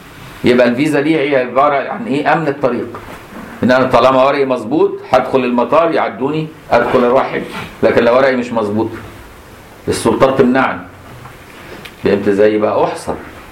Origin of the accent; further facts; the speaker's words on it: Egypt; مدفون عندنا في مصر الحمد لله